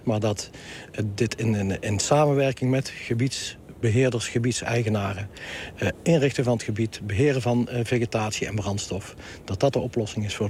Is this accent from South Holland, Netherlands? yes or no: no; North Brabant, Netherlands; Ja, het is mijn geboortegrond. Hier ben ik ook opgegroeid